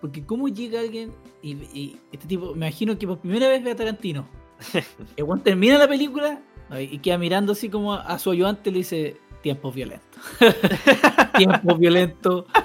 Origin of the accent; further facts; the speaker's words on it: Chile; para nosotros que somos chilenos, no es cómodo los modismos mexicanos